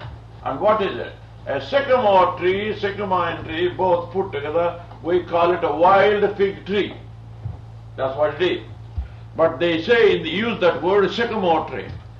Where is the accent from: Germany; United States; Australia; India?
India; So I have not come here from India to teach you something. I came from India to give you something.